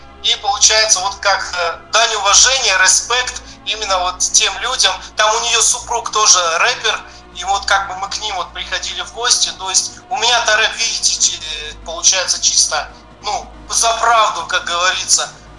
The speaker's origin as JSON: {"language": "Russian", "town": "Nizhnevartovsk", "region": "Khanty-Mansi Autonomous Okrug", "country": "Russia", "tie": "born or raised there", "also_born_or_lived": "Zvenigorodka, Ukraine", "said": "я родом с Украины, Черкасская область, город Звенигородка. Такой маленький городок. И получается, в 84-м году я с родителями переехал уже в город Нижневартовск. Это ХМАО, Тюменская область. И там всю сознательную жизнь прожил до 2000 года."}